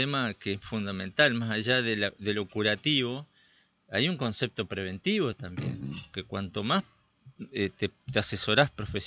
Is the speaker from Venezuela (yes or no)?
no; Chajarí, Entre Ríos, Argentina; Yo me crié en otra ciudad, en Chajarí, acá cerca.